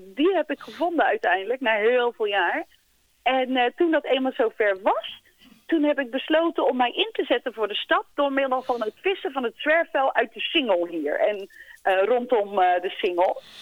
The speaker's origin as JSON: {"language": "Dutch", "town": "Oostvoorne", "region": "South Holland", "country": "Netherlands", "tie": "born there", "said": "Ik ben eigenlijk geboren in Oostvoorne."}